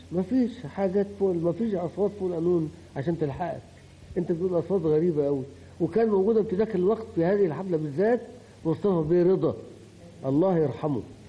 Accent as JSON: {"language": "Arabic", "region": "Upper Egypt", "country": "Egypt", "lives_now": "Cairo, Egypt", "said": "في المجتمع القاهري، وانا كنت جاي من الصعيد"}